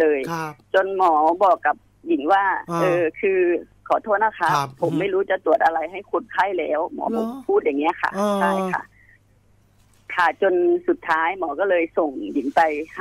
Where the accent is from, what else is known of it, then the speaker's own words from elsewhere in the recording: Bangkok, Thailand; ส่วนตัวเป็นคนต่างจังหวัดเชื่อเรื่องพวกนี้อยู่แล้วค่ะ